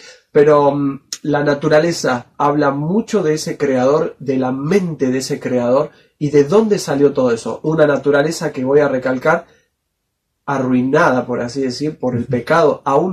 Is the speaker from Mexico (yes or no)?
no; Mendoza, Argentina; now in Entre Ríos, Argentina; me crié, no nací ahí, pero me crié en Mendoza, donde está la cordillera, ahí el sol se ponía detrás de la cordillera, de la montaña